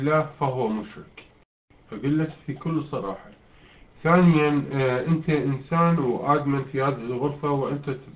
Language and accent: Arabic; Iraq; احنا شعب عراقي، شعب اساسا من زمان